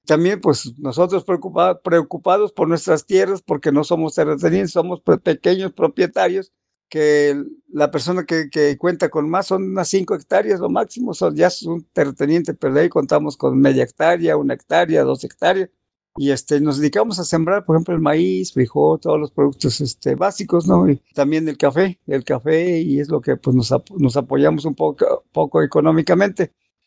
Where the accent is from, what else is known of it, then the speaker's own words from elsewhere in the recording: Olintla, Puebla, Mexico; soy del municipio de Olintla